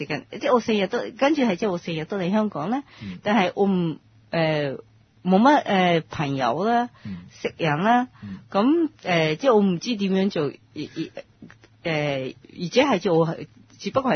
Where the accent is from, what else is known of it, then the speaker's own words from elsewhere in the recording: Japan; Cantonese is a second language; now in Hong Kong; 我認為、香港都英文都 OK 啦、但係嚟到香港先知，其實如果融入到香港社會一定要講廣東話，但係我哋日本人嚟講呢，廣東話非常之難學嘅